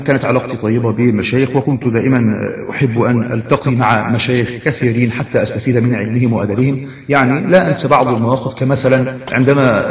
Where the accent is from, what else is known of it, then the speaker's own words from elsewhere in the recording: Egypt; وقلت له أدعو لنا، فأنا من مصر ونحو ذلك